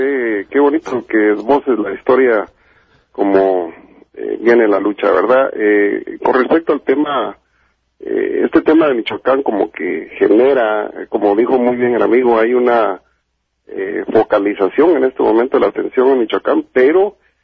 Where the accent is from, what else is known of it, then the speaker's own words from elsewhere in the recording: Guatemala; Yo soy de Guatemala.